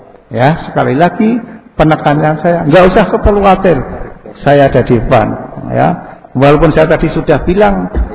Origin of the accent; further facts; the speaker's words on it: Bantul, Special Region of Yogyakarta, Indonesia; moved away; saya asli orang Jawa, jadi bahasa campur juga bisa, walaupun sejak 88 saya dinas di Kalimantan, Sulawesi, Jakarta, tapi saya isih gerado-gerado masih bisa bahasa Jawa. Karena aslinya saya mengkong Bantul.